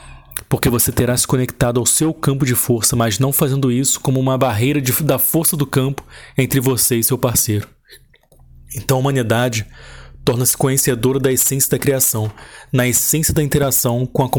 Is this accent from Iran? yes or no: yes; Iran; Portuguese is a second language; A outra parte vem do meu passado como iraniano, que eu gosto